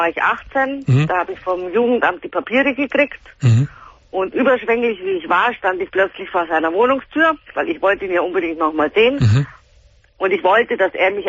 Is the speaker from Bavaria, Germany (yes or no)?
yes; Gersthofen, Bavaria, Germany; now in Munich, Germany; Und er wohnt in Gersthofen, da wo ich aufgewachsen bin.